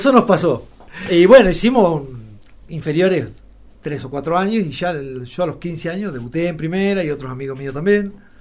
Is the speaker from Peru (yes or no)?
no; Alpachiri, La Pampa, Argentina; De Alpachiri. Uh-huh. Siempre, sí.